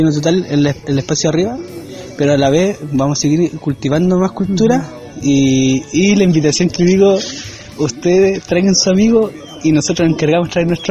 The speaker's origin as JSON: {"language": "Spanish", "town": "Calbuco", "region": "Los Lagos", "country": "Chile", "said": "Soy un artista acá de Calbuco y soy representante del Centro Cultural Nehuen Quelú."}